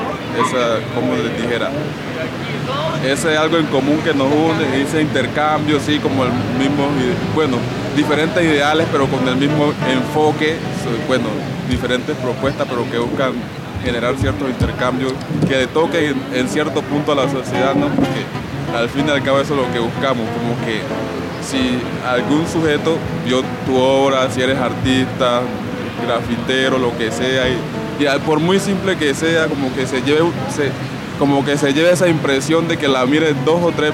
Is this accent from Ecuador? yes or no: no; Chocó, Colombia; born there; now in Bogotá, Colombia; vengo de Bogotá, pero digamos que tengo dos residencias. Mi residencia natal es Chocó Pacífico